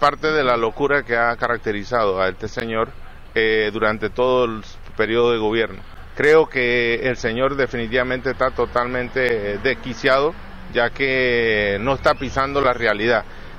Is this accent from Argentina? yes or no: no; Panama; Nosotros como panameños debemos sentirnos realmente preocupados